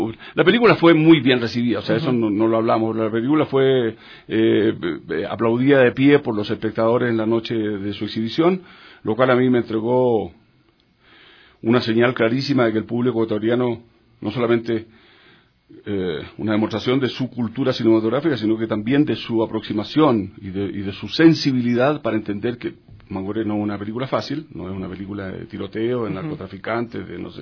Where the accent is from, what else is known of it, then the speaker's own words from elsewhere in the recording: Chile; born there; Solo nacido en Chile. Después soy de patria latinoamericana.